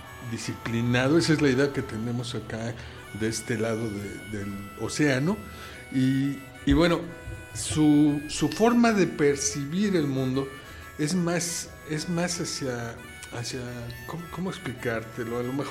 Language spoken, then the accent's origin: Spanish; Mexico; para nosotros como pueblo mexicano